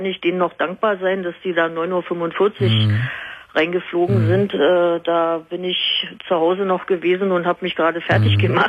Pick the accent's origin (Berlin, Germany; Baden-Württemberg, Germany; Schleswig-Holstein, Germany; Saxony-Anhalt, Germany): Berlin, Germany; ich komme aus Berlin